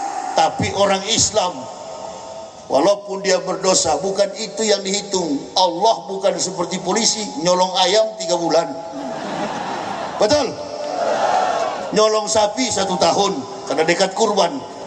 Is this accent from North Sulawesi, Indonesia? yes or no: yes; Manado, North Sulawesi, Indonesia; kami orang Manado ini